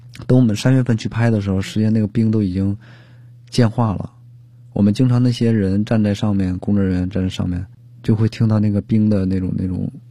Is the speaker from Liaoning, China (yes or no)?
yes; Liaoning, China; 我是辽宁人，但是辽宁近这么多年吧，